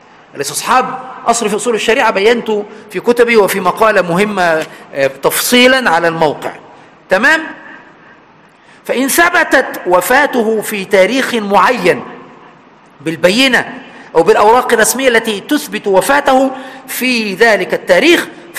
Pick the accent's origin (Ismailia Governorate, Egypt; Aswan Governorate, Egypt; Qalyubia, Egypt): Aswan Governorate, Egypt; عندنا في أسوان